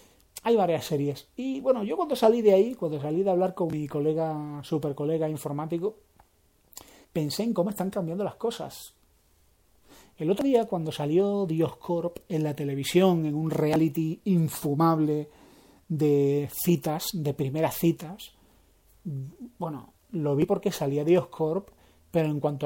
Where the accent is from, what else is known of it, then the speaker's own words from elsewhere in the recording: Spain; como español que soy